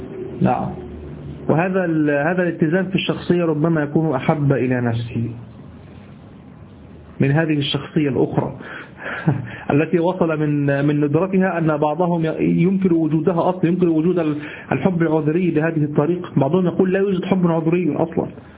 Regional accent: Egypt; ما نستعمله نحن في دارجتنا المصرية.

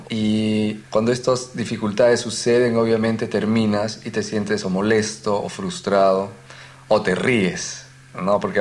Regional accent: Peru; now in London, United Kingdom; Soy peruano y vivo en Londres.

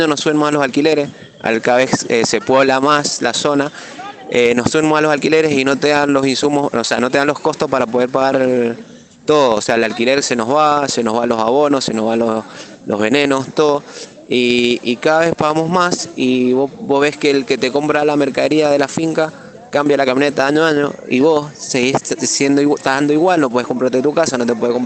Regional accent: Guaymallén, Mendoza, Argentina; yo soy de Guaymallén y he vivido toda la vida ahí y no nos queremos ir de la zona

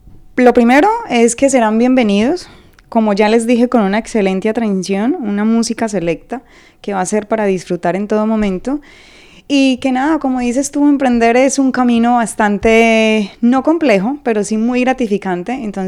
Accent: Colombia; ahora tenemos una nueva administración, somos colombianos

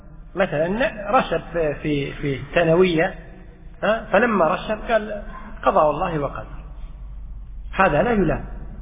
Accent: Kuwait; حتى عندنا في الكويت في بعض الشوارع

